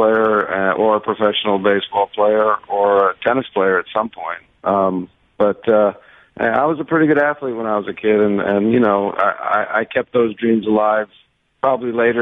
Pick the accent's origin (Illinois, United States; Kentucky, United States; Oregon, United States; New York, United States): New York, United States; New York City; I left the house, and I grew up in the Lower East Side, and I go to the park